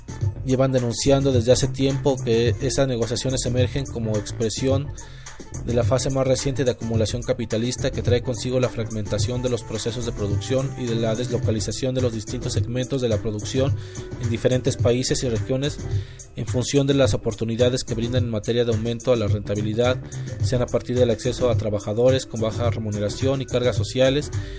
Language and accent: Spanish; Mexico; en donde nosotros como mexicanos estamos incluidos.